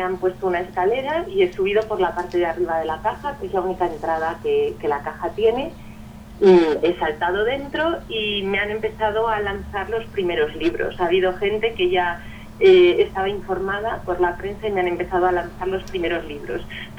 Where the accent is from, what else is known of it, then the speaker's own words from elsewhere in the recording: Madrid, Community of Madrid, Spain; born there; now in Guadalajara, Spain; soy madrileña de nacimiento, pero ahora vivo en Guadalajara